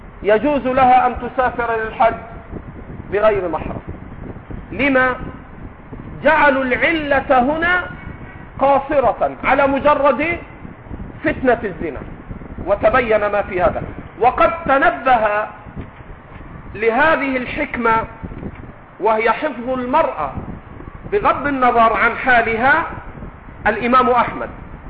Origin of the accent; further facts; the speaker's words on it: Egypt; accent: Egyptian; وإن كنا نحن في لهجتنا المصرية نطلق العجوز على كل كبير